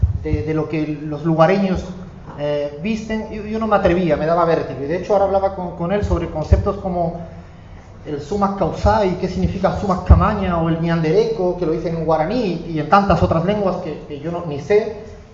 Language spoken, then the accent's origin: Spanish; Cádiz, Andalusia, Spain; las cagadas estuvieran justificadas desde que soy de Cádiz